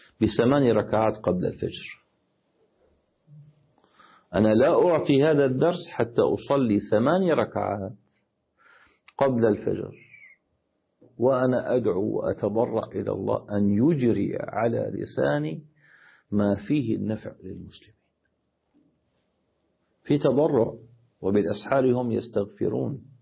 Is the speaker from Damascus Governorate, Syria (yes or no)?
yes; Damascus, Damascus Governorate, Syria; عندنا في دمشق